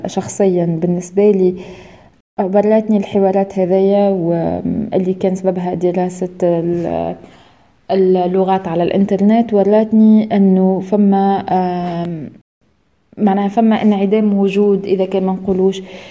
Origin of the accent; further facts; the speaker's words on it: Tunisia; بالنسبة لي زادة كتونسية وكمتحدثة باللغة العربية